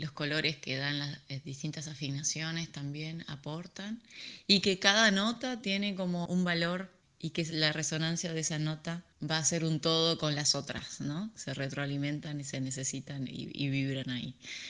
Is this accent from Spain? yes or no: no; Salta, Argentina; Es un dique que queda cerca de mi ciudad natal, que es Salta, al norte de Argentina. Es un lugar muy, muy bello, con mucha naturaleza, con un embalse de agua, donde ahí jugaba mucho de niña